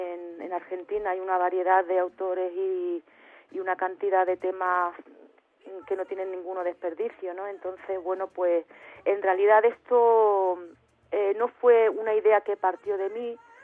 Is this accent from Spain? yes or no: yes; Andalusia, Spain; poder ir allí a mi tierra, por la parte de Málaga